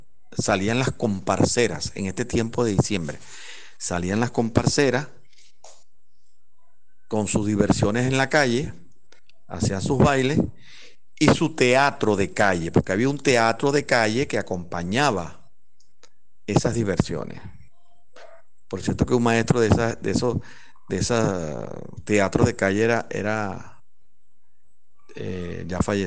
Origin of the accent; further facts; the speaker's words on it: Cumaná, Sucre, Venezuela; born there; como bueno, muchos me dicen de cariño de esa manera, ¿no? Yo nací aquí en Cumaná un 11 de septiembre del año 1967.